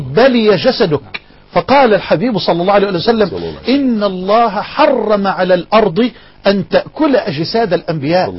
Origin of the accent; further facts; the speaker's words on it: Egypt; وأخاطب المسؤولين في بلدنا مصر.